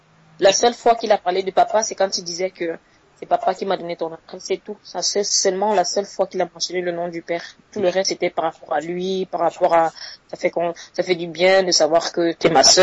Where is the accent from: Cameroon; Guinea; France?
Cameroon; now in Switzerland; c'est l'équivalent du bac chez nous au Cameroun.